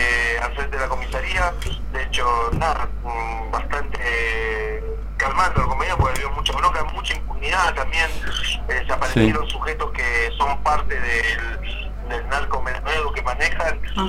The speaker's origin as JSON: {"language": "Spanish", "town": "La Matanza", "region": "Buenos Aires Province", "country": "Argentina", "said": "yo soy de La Matanza"}